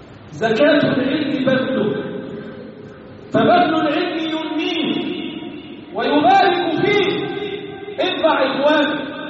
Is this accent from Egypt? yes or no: yes; Egypt; اللهم احفظ بلدنا مصر وسائر بلاد المسلمين.